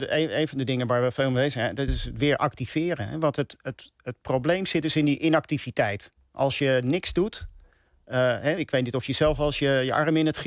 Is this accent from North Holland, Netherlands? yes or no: yes; Amsterdam, North Holland, Netherlands; Hey, ik ben Amsterdammer. En ik ben ook Ajax-fan, uiteraard. Ik ben geboren op het Stadionplein, vlak naast het Olympisch Stadion.